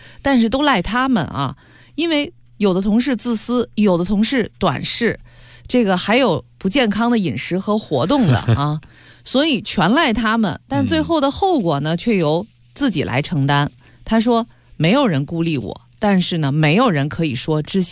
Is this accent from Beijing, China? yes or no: yes; Beijing, China; 我记得就在北京，因为我是老北京人啊